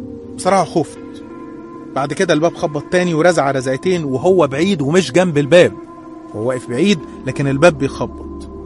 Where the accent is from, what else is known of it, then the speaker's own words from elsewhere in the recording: Qalyubia, Egypt; born there; من مواليد الأليوبية.